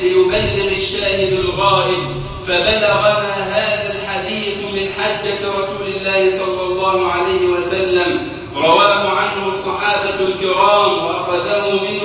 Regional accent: Egypt

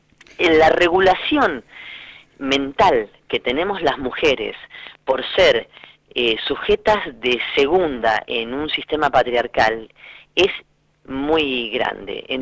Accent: Lincoln, Buenos Aires Province, Argentina; moved away; si bien yo soy oriunda de Lincoln, provincia de Buenos Aires, el sexilio me llevó a marcharme de mi ciudad muy joven

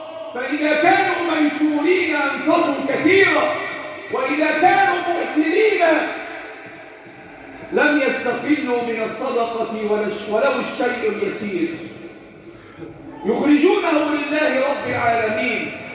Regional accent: Egypt; اللهم احفظ بلدنا مصر وسائر بلاد

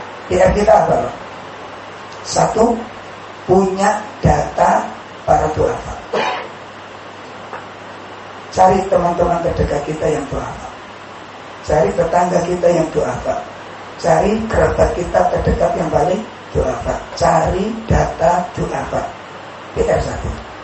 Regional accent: Sidokari, Indonesia; Saya punya pohon mangga dulu di kampung saya di sini, Sidokari.

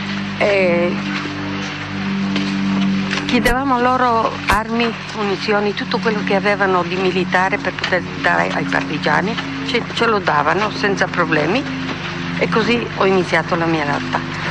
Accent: Gorizia, Friuli-Venezia Giulia, Italy; di Sant'Andrea, Gorizia, Friuli Venezia Giulia. Sono slovena, di origine slovena.

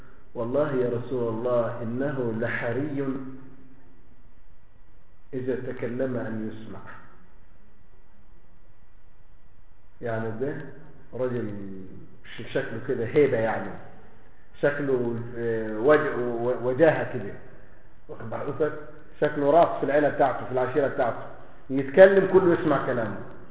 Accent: Egypt; عندنا في مصر يقول له دارينا بسكاتك

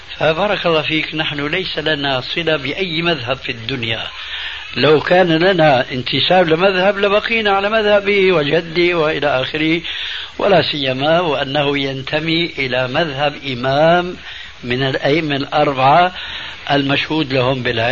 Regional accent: Damascus, Damascus Governorate, Syria; فكما يقولون عندنا في دمشق الشام بساط أحمدي

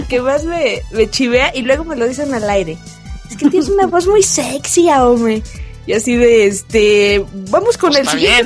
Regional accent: Mexico; no, soy mexicana, me lleva

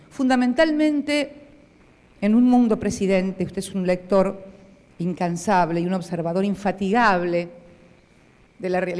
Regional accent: Argentina; con ese reconocimiento que le doy como argentina y como militante política

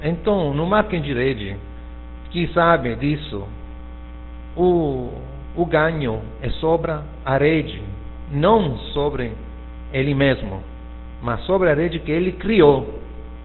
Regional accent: Italy; Portuguese is a second language; É claro que eu sou italiano, escrevo com o teclado do meu computador italiano, então faltam acentos, faltam coisas

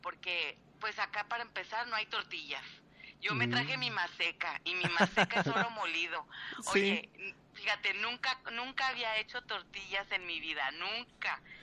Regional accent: Mexico; now in El Paso, United States; cuando nos fuimos de México a El Paso, que es frontera con México

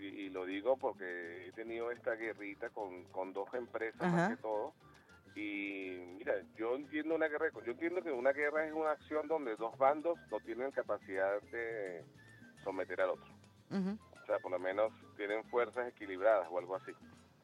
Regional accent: Venezuela; lo digo como venezolano, chavista, revolucionario

